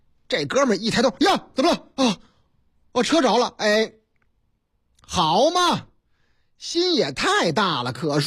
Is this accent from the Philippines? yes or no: no; Henan, China; 在我老家河南那个地方，